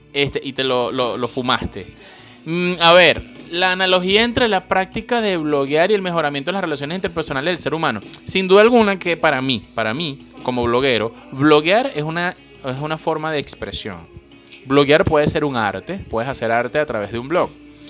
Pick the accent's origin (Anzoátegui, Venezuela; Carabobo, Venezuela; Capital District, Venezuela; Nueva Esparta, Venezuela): Capital District, Venezuela; Caracas; accent: Caracas; me han dicho que es que soy demasiado venezolano. Tengo un acento, un mandibuleo demasiado caraqueño, demasiado venezolano.